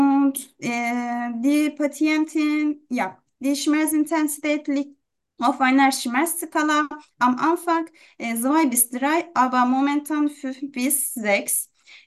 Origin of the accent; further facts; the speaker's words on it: Turkey; German is a second language; now in Germany; Ja, ich komme aus der Türkei. Ich bin 27 Jahre alt.